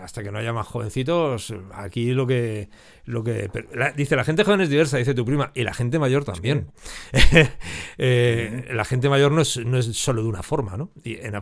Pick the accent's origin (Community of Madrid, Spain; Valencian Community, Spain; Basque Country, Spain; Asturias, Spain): Community of Madrid, Spain; Madrid; born there; Sí, yo nací en Madrid